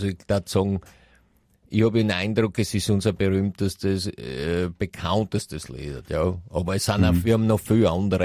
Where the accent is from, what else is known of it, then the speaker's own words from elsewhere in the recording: United States; ich komme aus Amerika